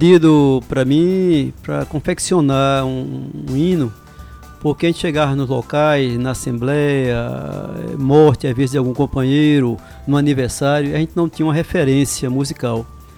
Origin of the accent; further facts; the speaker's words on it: Pernambuco, Brazil; a nossa identidade como pernambucanos e como nordestinos que somos.